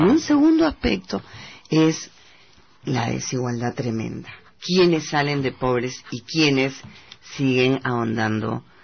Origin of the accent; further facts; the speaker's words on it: Peru; Claro, como peruanos y peruanas no podemos dejar de alegrarnos por cada peruano